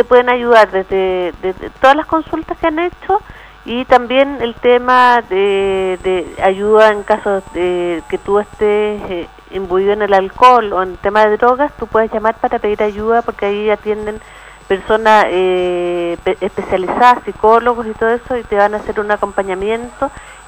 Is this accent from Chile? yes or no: yes; Chile; Todos somos chilenos y todos tenemos que preocuparnos de este problema que tenemos.